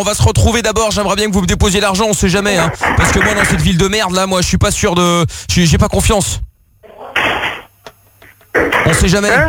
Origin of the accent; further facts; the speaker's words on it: Paris, Île-de-France, France; Non, mais moi, je suis de Paris. Je suis de la capitale.